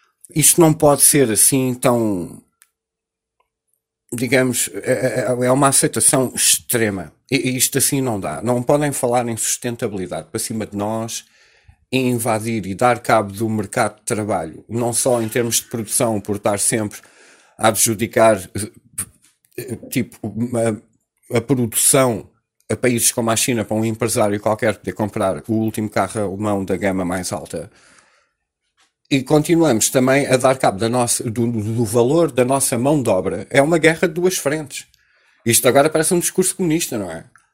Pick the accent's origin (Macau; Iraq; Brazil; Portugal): Portugal; E nós, como portugueses, continuamos a mandar fora estas oportunidades